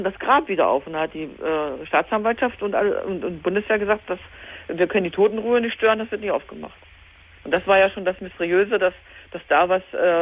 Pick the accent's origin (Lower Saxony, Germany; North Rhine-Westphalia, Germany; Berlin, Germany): Lower Saxony, Germany; Hanover; wir sind aus Hannover, ja, die Ecke